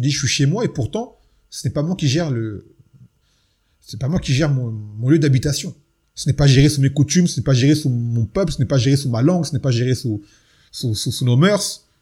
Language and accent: French; French Antilles, France; vous savez, chez nous aux Antilles, Mathalan, le peuple est noir, mais tout ce qui est administratif et autorité, ce sont des blancs.